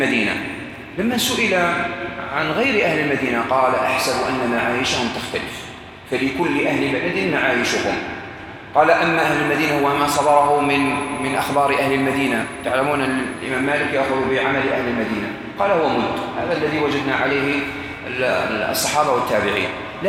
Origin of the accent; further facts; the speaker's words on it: Morocco; عندنا في المغرب وبلاد الأندلس كان مشهورا عندهم وتوارث نفسه